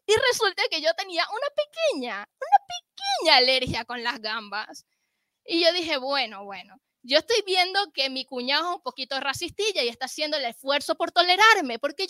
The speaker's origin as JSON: {"language": "Spanish", "country": "Venezuela", "said": "Además, yo soy venezolana, para que los que no lo sepan"}